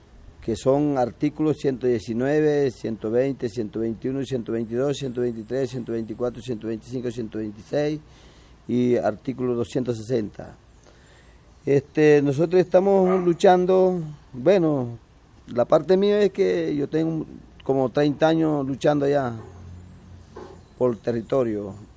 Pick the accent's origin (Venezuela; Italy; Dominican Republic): Venezuela; Zulia; de la Sierra Perijá, de aquí de Zulia. Yo soy de Zulia. Nosotros pertenecemos a Zulia y somos de la Sierra Perijá